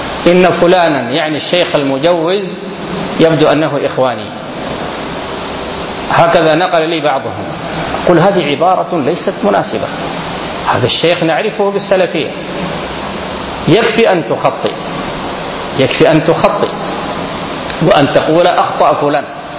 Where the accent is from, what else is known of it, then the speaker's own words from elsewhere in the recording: Sudan; فالقوم أثروا في كثير من الناس هنا في بلدنا السودان.